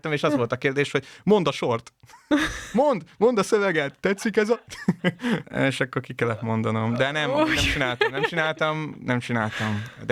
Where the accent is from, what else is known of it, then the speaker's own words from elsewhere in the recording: Szombathely, Vas, Hungary; mondjuk Szombathelyen, ahonnan én származom